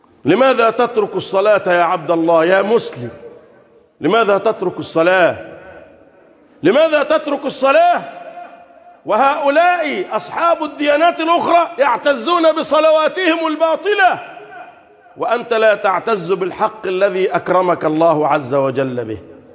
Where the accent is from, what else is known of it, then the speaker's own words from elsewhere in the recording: Egypt; اللهم احفظ بلدنا مصر